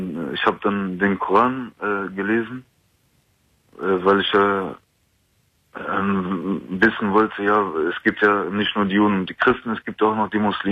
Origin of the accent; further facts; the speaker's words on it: Germany; Also ich bin Deutscher, ich habe auch deutsche Eltern.